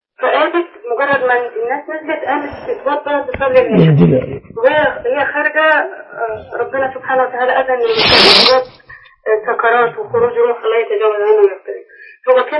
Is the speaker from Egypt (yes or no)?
yes; Egypt; عندنا في مصر